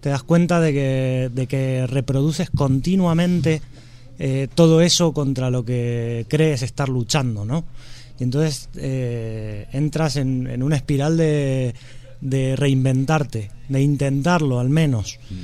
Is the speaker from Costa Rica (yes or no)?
no; Argentina; yo vengo de Argentina